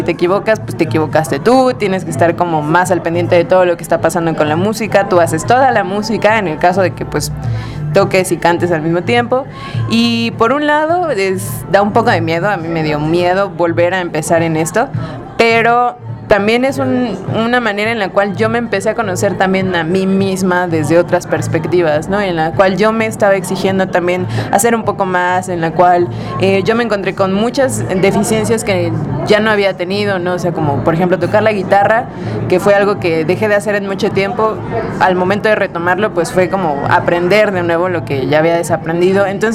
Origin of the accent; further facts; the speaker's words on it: Puebla, Mexico; yo soy de Puebla, entonces estuve estudiando en el Conservatorio de Puebla un rato.